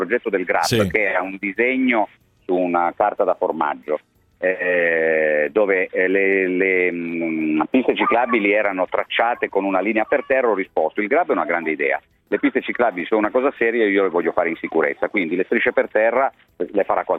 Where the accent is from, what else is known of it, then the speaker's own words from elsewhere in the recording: Turin, Piedmont, Italy; da torinese che ha vissuto direttamente che cosa hanno significato le Olimpiadi per Torino